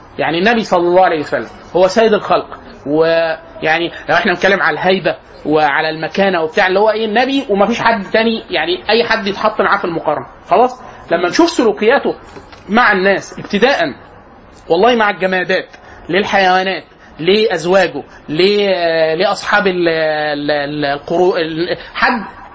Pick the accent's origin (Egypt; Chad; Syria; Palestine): Egypt; يبقى كده ايه النطاق المصري ان احنا في الغالب كمصريين